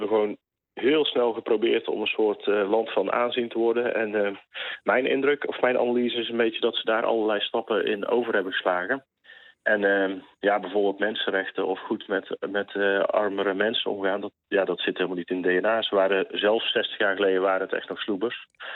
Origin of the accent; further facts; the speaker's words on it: Netherlands; ik kom uit Nederland natuurlijk, maar ik kan amper 10 minuten buiten lopen daar.